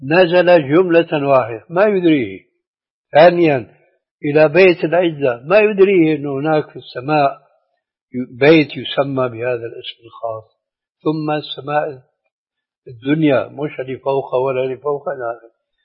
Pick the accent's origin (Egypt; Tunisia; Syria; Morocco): Syria; أما المسلمين التعبير عندنا في سوريا الجغرافيين